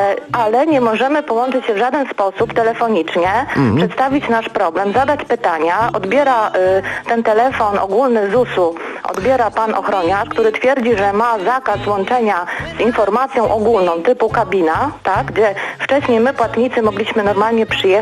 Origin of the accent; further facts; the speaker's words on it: Pomeranian Voivodeship, Poland; Pochodzę z niewielkiego miasta, w województwie pomorskim